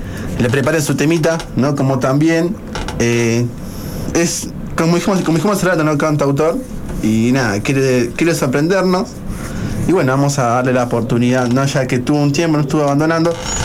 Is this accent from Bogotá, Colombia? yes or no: yes; Bogotá, Colombia; Soy de Colombia, Bogotá, capital, parcera del parcero que está allá del otro lado de la consola.